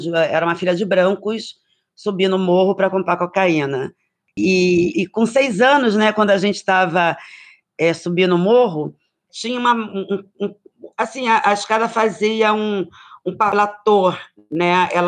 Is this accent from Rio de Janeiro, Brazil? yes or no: yes; Queimados, Rio de Janeiro, Brazil; born there; Eu nasci em Queimados, né? Na verdade, naquela época, Queimados era distrito de Nova Iguaçu, Baixada Fluminense, né?